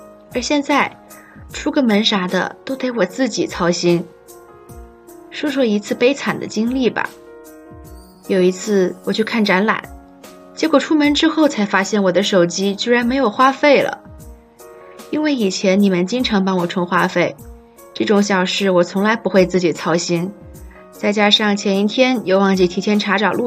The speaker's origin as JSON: {"language": "Chinese", "region": "Hainan", "country": "China", "tie": "born or raised there", "lives_now": "Nanjing, China", "said": "而我作为一个在祖国最南端的小岛上土生土长的海南娃，对于南京又湿又冷的冬天其实是拒绝的。"}